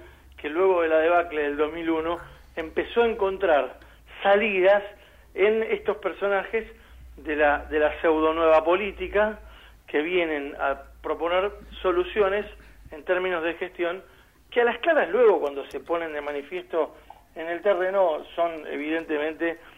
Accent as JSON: {"language": "Spanish", "region": "Buenos Aires", "country": "Argentina", "said": "que yo realmente como porteño no alcanzo a apreciar todavía"}